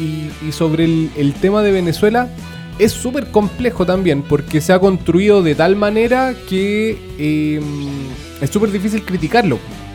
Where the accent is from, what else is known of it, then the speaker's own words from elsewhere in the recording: Chile; Ese guión, nosotros como chilenos, a mí me da pena realmente que nosotros no lo sepamos de memoria.